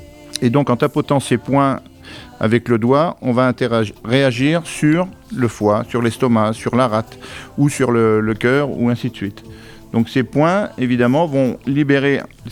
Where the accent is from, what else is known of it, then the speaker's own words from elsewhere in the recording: Épinal, Grand Est, France; Moi je suis originaire des Vosges, je suis originaire d'Épinal. Alors j'ai bourlingué pas mal, donc j'ai fait quelques régions de France, et puis comme je suis en retraite, on va dire, entre parenthèses, eh bien, j'ai décidé de revenir dans mes Vosges natales